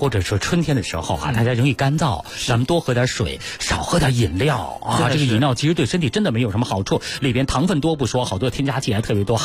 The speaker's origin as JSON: {"language": "Chinese", "region": "Beijing", "country": "China"}